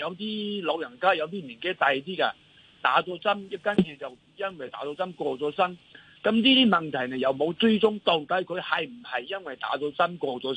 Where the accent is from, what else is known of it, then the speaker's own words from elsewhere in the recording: Hong Kong; 我哋香港人。